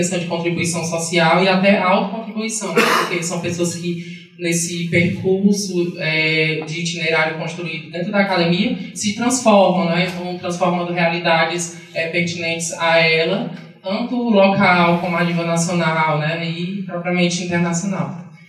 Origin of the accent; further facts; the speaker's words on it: Sobral, Ceará, Brazil; eu sou estudante do curso de pedagogia lá da Estadual do Ceará, lá em Sobral, né, eu sou de Sobral, Ceará